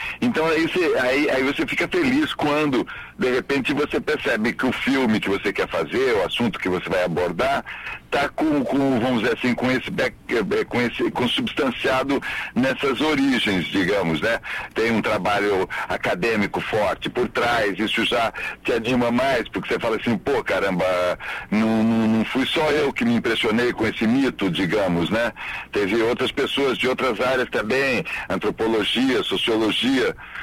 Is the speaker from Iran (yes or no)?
no; Votorantim, São Paulo, Brazil; also born or lived in Tietê / Sorocaba; nasci em Tietê, Rafá, Capivari, quer dizer, pô, todo o interior de São Paulo aí é minha praia. Não, mas eu fui criado em Votorantim e Sorocaba.